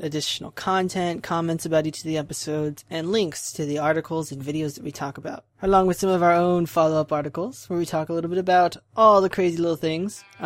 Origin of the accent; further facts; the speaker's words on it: Hawaii, United States; born there; I was born in Hawaii. I still think Ventura County better.